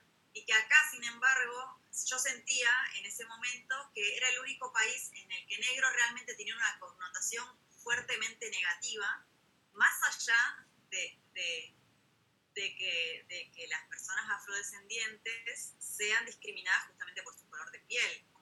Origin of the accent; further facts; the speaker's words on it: Peru; moved away; Yo tuve la oportunidad de volver, digamos, a mi país de origen. Soy peruana, bueno, nací en Perú, y allá era distinto, ¿no?